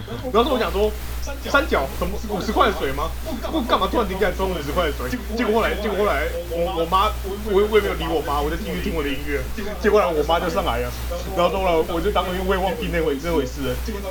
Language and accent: Chinese; Taichung, Taiwan; 反正我跟阿叔是台中人的，我住在台中县，